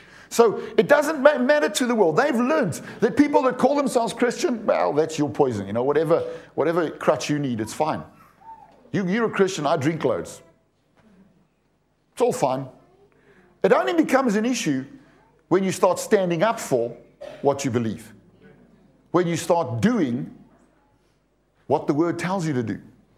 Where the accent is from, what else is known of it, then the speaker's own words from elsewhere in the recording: South Africa; To South Africans, when I say "I'm coming just now," it means when I'm finished doing what I'm doing now, at some point in the near future, you'll see me.